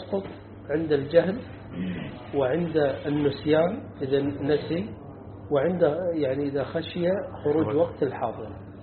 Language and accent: Arabic; Kuwait; وهذا عندنا في الكويت هذا الحالة هذه في الكويت